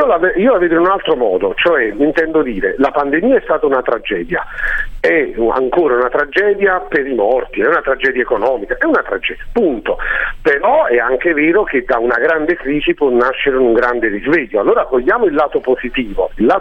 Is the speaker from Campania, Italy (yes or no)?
yes; Naples, Campania, Italy; ma di fatto sono napoletano, e quindi quando è il momento andrò al lavoro a Napoli